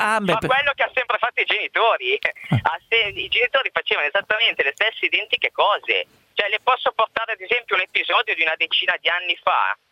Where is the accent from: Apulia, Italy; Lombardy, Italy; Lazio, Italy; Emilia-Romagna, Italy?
Lombardy, Italy; Mortara; Io sono di Mortara, che è a 10 km